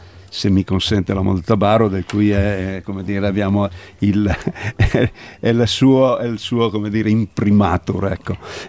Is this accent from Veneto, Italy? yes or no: yes; Veneto, Italy; delle nostre capacità come italiani, diciamo, e come veneti in particolare, vorrei dire.